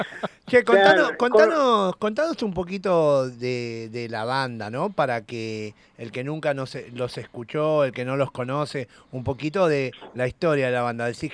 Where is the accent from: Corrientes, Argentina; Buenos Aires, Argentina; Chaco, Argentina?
Buenos Aires, Argentina; born there; yo soy concebido allá en por aquellos pagos, después nací acá en Buenos Aires